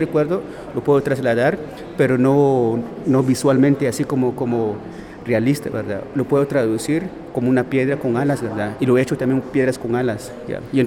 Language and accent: Spanish; Guatemala; soy de Guatemala y vengo a representar una mi obra aquí en Medellín.